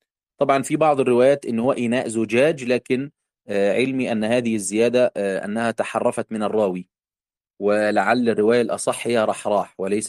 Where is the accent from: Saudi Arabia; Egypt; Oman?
Egypt; الكعب عندنا في مصر